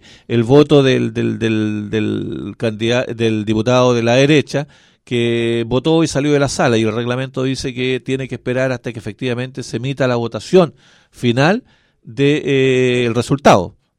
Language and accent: Spanish; Chile; Pero claro, pues, si somos chilenos.